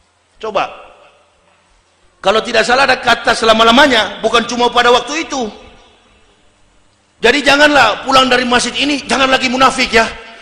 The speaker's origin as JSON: {"language": "Indonesian", "town": "Manado", "region": "North Sulawesi", "country": "Indonesia", "said": "dia orang Manado, saya juga orang Manado"}